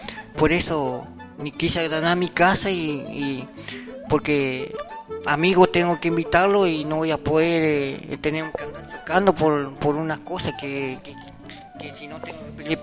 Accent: El Bolsón, Río Negro, Argentina; Yo soy nacido en el Bolsón

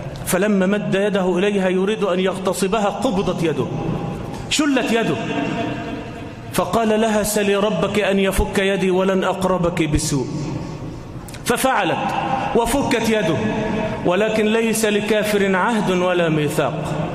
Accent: Egypt; إلى مصر، إلى بلدنا مصر

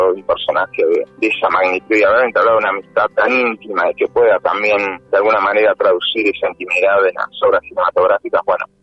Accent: General Roca, Río Negro, Argentina; soy acá de la Patagonia, de Río Negro, nací en el Valle, en el Alto Valle de Río Negro, en Fisque Menuco

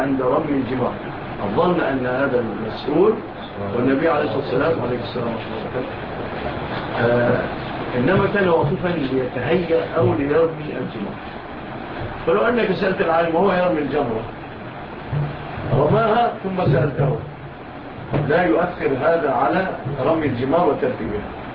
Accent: Egypt; وجاء مع الفاتحين إلى بلادنا مصر

